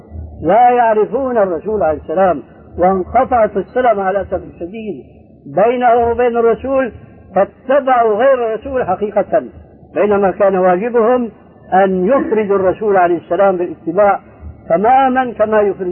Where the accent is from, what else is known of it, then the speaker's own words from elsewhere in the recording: Syria; كما يقول عندنا في الشام قشرة بصل